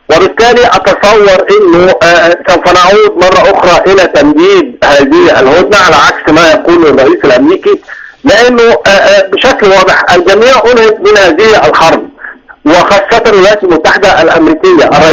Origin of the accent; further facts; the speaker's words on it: Egypt; مش عشان احنا مصريين، لكن مصر هي من نجحت في اختراق يعني حاجز النار